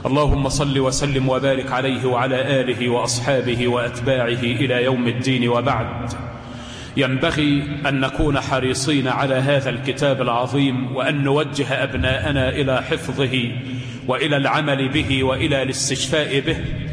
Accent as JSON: {"language": "Arabic", "country": "Egypt", "said": "اللهم احفظ بلدنا مصر من أيدي العابثين ومن نفاق المنافقين"}